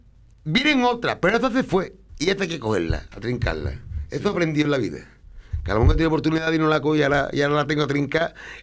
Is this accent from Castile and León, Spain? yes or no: no; Andalusia, Spain; nosotros somos así, los andaluces, la gente de Lezo, somos así, de momento tenemos el pronto este.